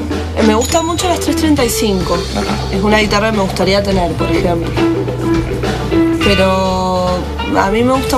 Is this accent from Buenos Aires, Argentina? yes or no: no; Las Heras, Mendoza, Argentina; Yo también soy de Las Heras.